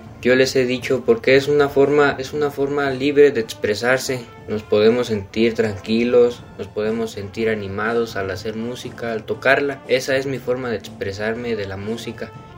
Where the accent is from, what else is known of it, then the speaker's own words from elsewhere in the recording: Tzintzuntzan, Michoacán, Mexico; tengo 12 años y soy de la comunidad de Sinsunsan.